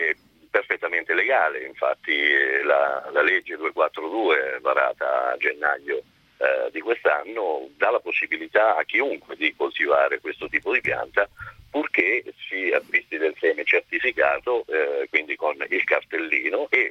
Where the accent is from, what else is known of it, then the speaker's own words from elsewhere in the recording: Marche, Italy; Si semina nelle mie zone, io sono marchigiano